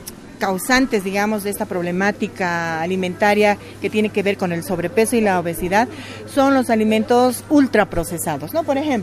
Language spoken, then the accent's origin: Spanish; Tarija, Bolivia; En Tarija, mi abuelo, yo soy de origen tarijeño, y criábamos, ¿no?, nuestras gallinas, nuestros chanchitos.